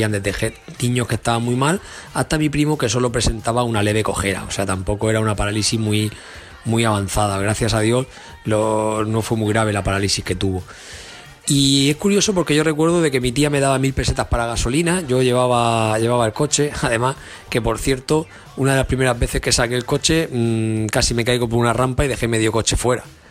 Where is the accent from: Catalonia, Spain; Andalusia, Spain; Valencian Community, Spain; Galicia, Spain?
Valencian Community, Spain; Orihuela; yo soy de Orihuela, es una ciudad que digamos que está a caballo entre Alicante y Murcia y abarca un poco lo que es el Levante español, ¿no?